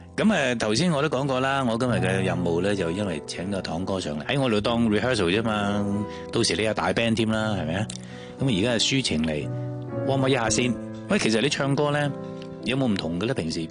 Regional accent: Guangdong, China; 可能我哋都系广东人。

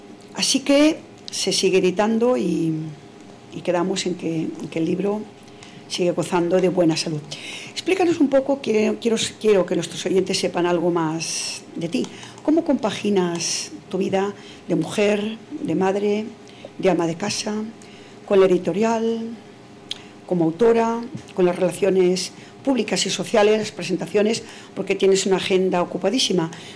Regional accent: Castile, Spain; como castellana que soy.

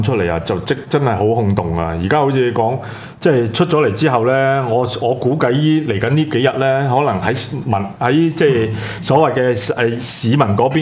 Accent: Hong Kong; 咁我哋香港人咧，好似頭先講嗱

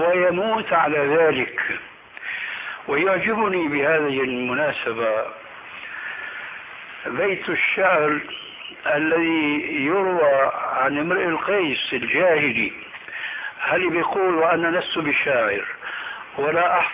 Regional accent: Damascus, Damascus Governorate, Syria; كما يقولون عندنا في دمشق بدها الزكتاف

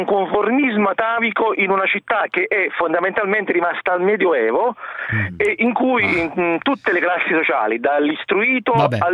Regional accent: Naples, Campania, Italy; Io sono nato e cresciuto a Napoli e tuttora abito a Napoli.

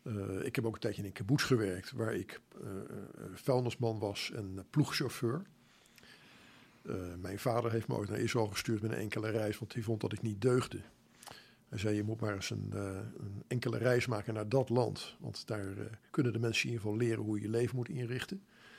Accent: Voorburg, South Holland, Netherlands; Ik kom uit Voorburg oorspronkelijk, maar ja, dat wordt er toegerekend.

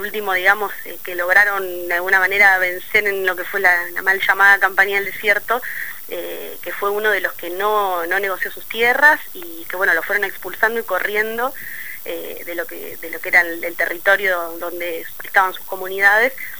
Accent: Bariloche, Río Negro, Argentina; en la zona de donde yo vengo, en Bariloche

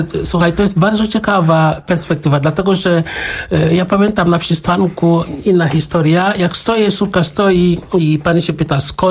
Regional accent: Senegal; Polish is a second language; now in Warsaw, Poland; ja pochodzę, przyjechałem z Senegalu.

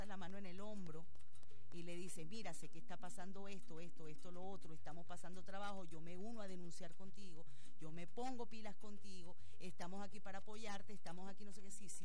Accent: Venezuela; lo digo como venezolana

